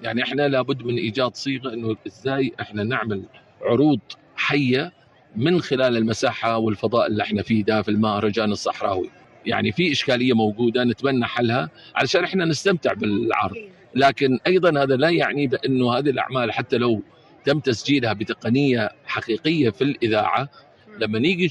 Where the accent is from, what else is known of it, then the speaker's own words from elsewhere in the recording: United Arab Emirates; يعني احنا دلوقتي نفخر كاماراتيين انه احنا يعني ننتمي لهالبلد ولهذه الثقافه